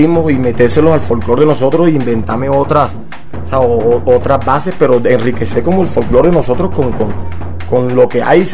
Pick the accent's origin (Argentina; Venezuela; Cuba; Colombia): Colombia; Puerto Colombia, Atlántico; Puerto Colombia, Atlántico.